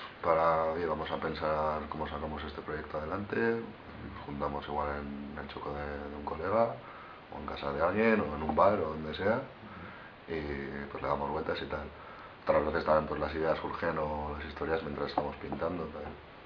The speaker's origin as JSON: {"language": "Spanish", "town": "Pamplona", "region": "Navarre", "country": "Spain", "said": "somos, la mayoría somos de aquí de Pamplona"}